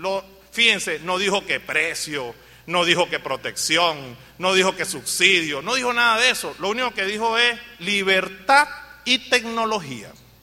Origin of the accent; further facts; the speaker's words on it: Venezuela; que cree que las cosas van a seguir allí porque somos venezolanos y no pasa.